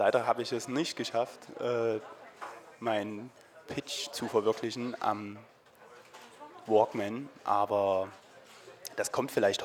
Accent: Dresden, Saxony, Germany; Ich besuche meine Heimatstadt. Meine Familie ist hier. Mein Bruder, meine Eltern.

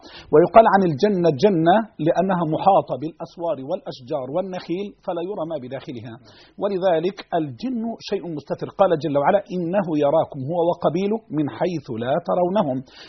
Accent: Egypt; أعوذ بالله أن أقول أنا مصري وأنت سعودي

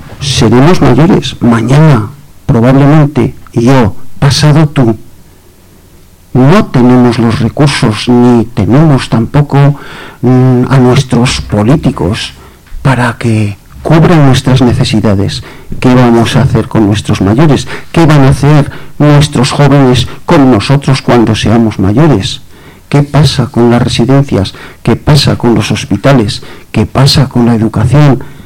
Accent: Navarre, Spain; Yo soy de la Ribera Alta. Os puedo garantizar que paseo muy a menudo por la Ribera del Ebro.

